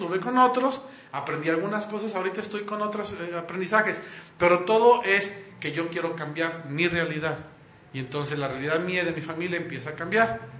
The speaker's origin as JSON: {"language": "Spanish", "town": "Monterrey", "region": "Nuevo León", "country": "Mexico", "said": "yo soy de Monterrey"}